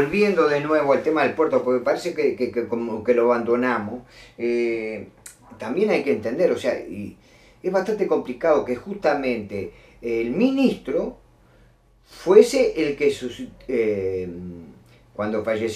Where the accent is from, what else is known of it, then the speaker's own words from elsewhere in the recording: Uruguay; como gente de izquierda o como uruguayos desencantados de este gobierno satánico que tenemos hoy.